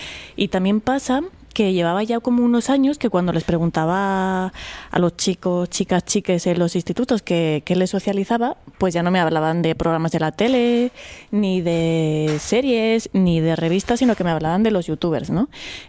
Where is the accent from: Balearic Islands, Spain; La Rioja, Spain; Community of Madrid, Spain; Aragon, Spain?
Aragon, Spain; born there; mañica de nacimiento, andaluza de corazón. Yo siempre digo que soy de Cádiz, sobre todo cuando trabajo fuera de Andalucía, ¿no? Yo me presento como gaditana